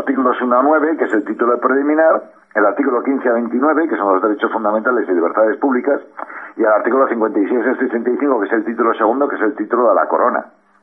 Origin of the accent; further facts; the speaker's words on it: Spain; afortunadamente somos españoles